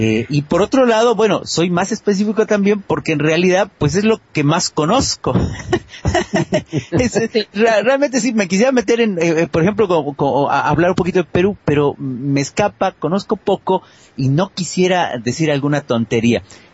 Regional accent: Mexico; now in Argentina; como buen mexicano que soy, que aunque vivo en Argentina, conozco bien el sistema político mexicano, fui parte de él.

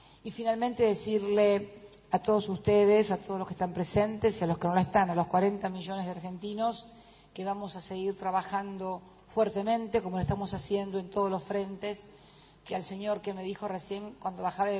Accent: Galicia, Spain; yo soy gallega

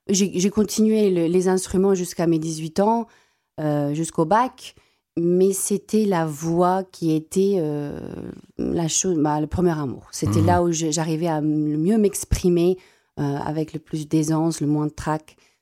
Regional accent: South Africa; first language Afrikaans; French is a second language; j'affectionne beaucoup ma langue maternelle, donc qui est l'afrikaans.

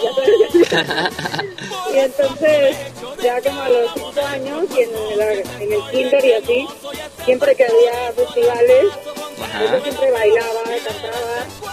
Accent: Tijuana, Baja California, Mexico; also born or lived in Ciudad Juárez; yo soy norteña, como te digo, residí en Ciudad Juárez, sí. Viví en Tijuana, mis papás me llevaron a los 11 años a Tijuana, y escuchaba todo el tiempo música de banda y norteño

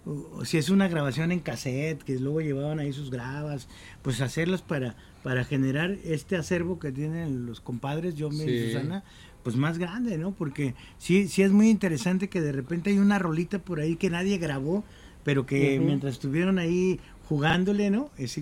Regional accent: Jalisco, Mexico; yo soy del barrio de Mezquitán, cerca de ahí de pues la normal, ¿no? El Parque Alcalde.

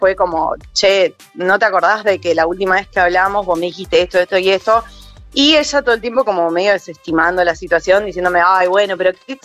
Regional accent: La Plata, Buenos Aires Province, Argentina; Sí, perfecto, soy de La Plata.

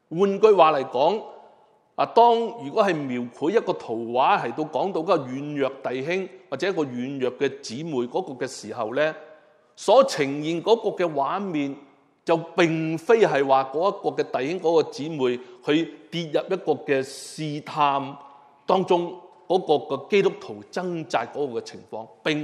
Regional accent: Hong Kong; 就像我们香港人，以前呢我们都知道很多人就是可能买鸡啊，买烧肉回来呢

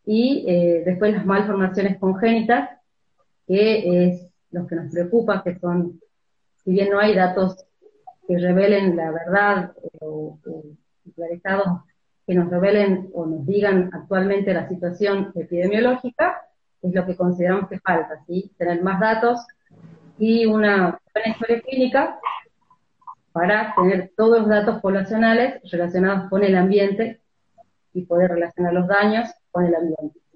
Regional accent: Tucumán, Argentina; soy médica de Tucumán, trabajo en una maternidad

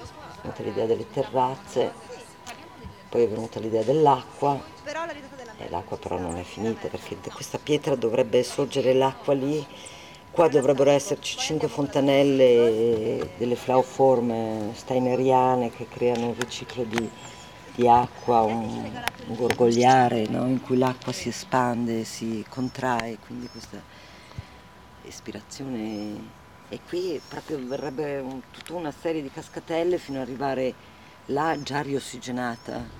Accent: Trentino-Alto Adige, Italy; io sono vissuta in Val di Sori, in un posto a 1000 metri dove c'era una natura molto selvaggia, parliamo degli anni 63, 64, 65, cioè anni in cui non c'era ancora il turismo

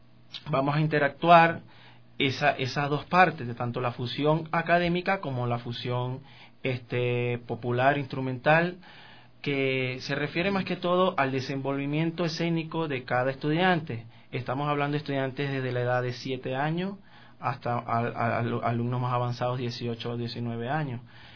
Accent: Venezuela; Y mis inicios, bueno, fueron en Venezuela. Yo soy venezolano.

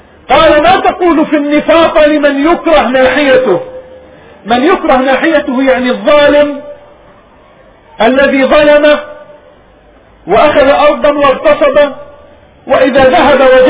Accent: Palestine; هذا الكلام بقي في بلادنا ربما إلى الهجرة، ثاني هجرتنا وطردنا من بلادنا فلسطين

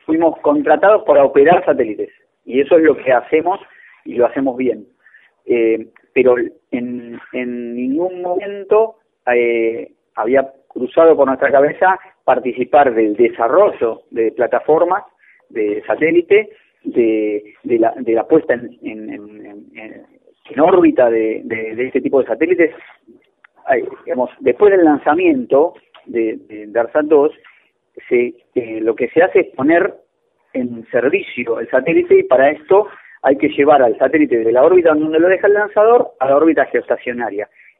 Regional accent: Argentina; hablo como ingeniero, como argentino, como habitante de la Argentina

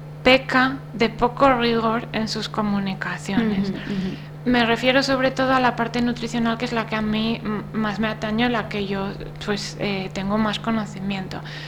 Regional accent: Asturias, Spain; vete tú a un pueblo de Asturias, ¿no?, que es mi tierra.

